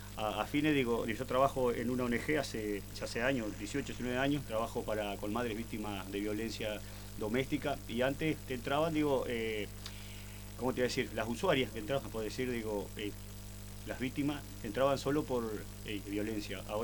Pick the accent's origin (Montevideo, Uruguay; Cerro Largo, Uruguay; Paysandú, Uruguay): Montevideo, Uruguay; Vengo de Montevideo, Aguada, precisamente del barrio de la Aguada, ahí, al lado Canal 12.